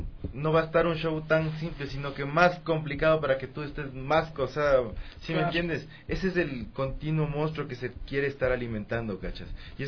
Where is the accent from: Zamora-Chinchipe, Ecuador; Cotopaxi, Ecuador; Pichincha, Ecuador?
Pichincha, Ecuador; Quito; crecí en Pedro Fermín Ceballos y Oriente, o sea, en plena entrada a la Tola, o sea, una cuadra más arriba del mercado central.